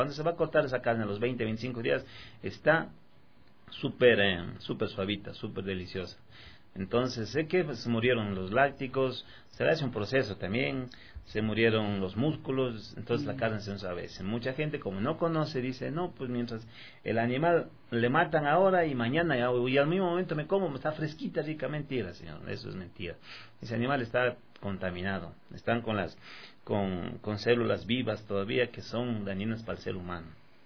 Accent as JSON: {"language": "Spanish", "country": "Ecuador", "said": "como somos ecuatorianos, también tenemos unos tres platitos de la costa"}